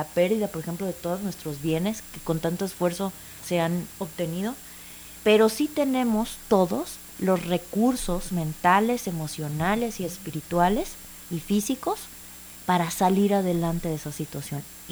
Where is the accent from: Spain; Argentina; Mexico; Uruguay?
Mexico; nosotros como mexicanos y una cultura que tenemos como muy común es cerrar los ojos, no prepararnos